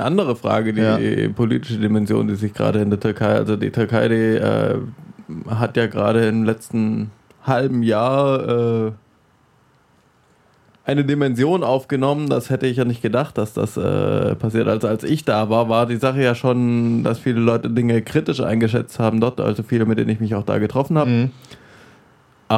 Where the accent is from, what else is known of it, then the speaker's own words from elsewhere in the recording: Baden-Württemberg, Germany; Ich bin in der Gegend aufgewachsen.